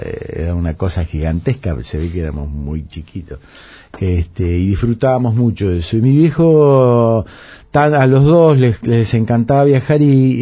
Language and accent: Spanish; Mar del Plata, Buenos Aires Province, Argentina; born there; mi hermano nació en Bahía Blanca, después yo nací en Mar del Plata y mi hermana nació en Buenos Aires, pero éramos muy pendejitos